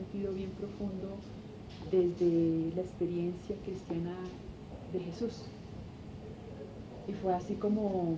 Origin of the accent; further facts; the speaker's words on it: Quindío, Colombia; A ver, yo nací en el Quindío, yo soy quindiana, pero mis padres son del Tolima y tengo 2 hermanos que son del Tolima y 2 hermanos que son del Llano